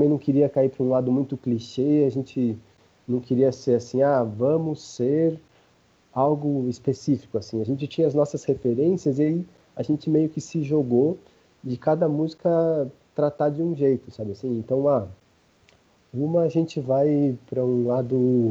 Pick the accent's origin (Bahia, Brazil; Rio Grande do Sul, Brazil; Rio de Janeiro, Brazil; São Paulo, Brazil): São Paulo, Brazil; sendo paulista, sendo de região periférica